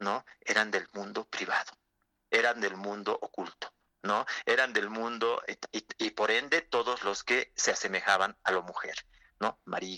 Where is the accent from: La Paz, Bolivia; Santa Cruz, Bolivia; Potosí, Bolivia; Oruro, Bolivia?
La Paz, Bolivia; No, somos de aquí, de La Paz, que no.